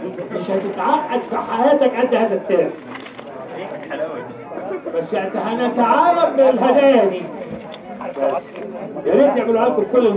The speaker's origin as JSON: {"language": "Arabic", "country": "Egypt", "said": "احنا عندنا في مصر في البيت نحب نسحب الشقه"}